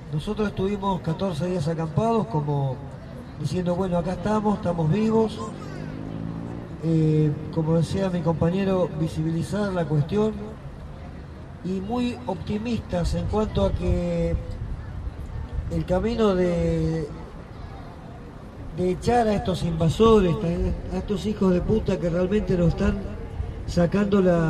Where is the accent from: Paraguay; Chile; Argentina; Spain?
Argentina; Andalgalá, Catamarca; cuando salimos nosotros de Andalgalá, o sea, nos juntamos para ir.